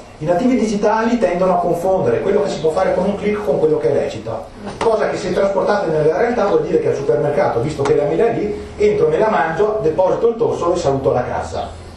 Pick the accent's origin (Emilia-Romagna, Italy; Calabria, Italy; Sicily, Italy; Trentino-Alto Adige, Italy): Trentino-Alto Adige, Italy; Trento; accent: Trentino; in dialetto trentino, perché come avete capito dal mio accento, che culo, qui venendo all'estero, vengo da Trento.